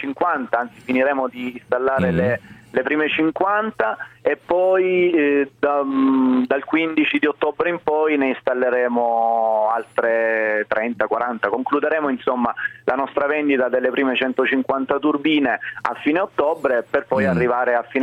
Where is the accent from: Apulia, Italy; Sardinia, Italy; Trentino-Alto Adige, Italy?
Apulia, Italy; Casarano; Io sono salentino, vengo da Casarano